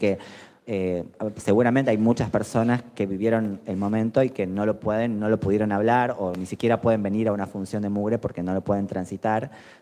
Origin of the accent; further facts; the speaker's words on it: Tucumán, Argentina; Yo soy de Tucumán, como decía Santi